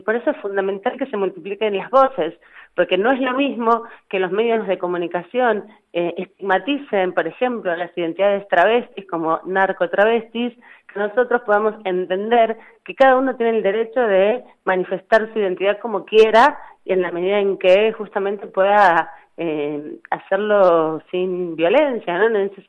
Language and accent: Spanish; Argentina; Nosotros, como sociedad argentina, hemos trabajado muchísimo y somos una sociedad muy activa en el proceso de demandar el cumplimiento de los derechos.